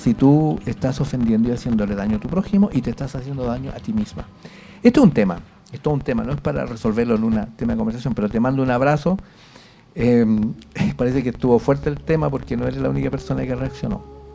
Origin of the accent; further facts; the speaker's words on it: Chile; Nosotros somos responsables, los chilenos.